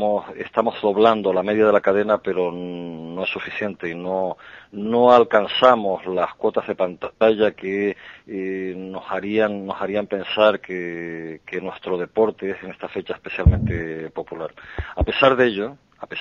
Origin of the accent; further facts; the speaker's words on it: Tenerife, Canary Islands, Spain; yo ya tenía mi vida personal en Tenerife, en Canarias, tenía dos hijas, me hubiera costado muchísimo despegarme de mis hijas y de mi tierra